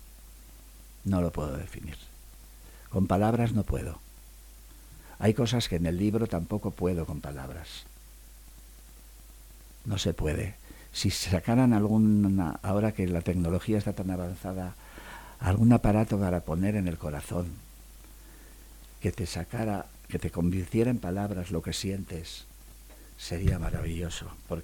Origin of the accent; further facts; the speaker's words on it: Basque Country, Spain; Me gusta comer bien como buen vasco que soy.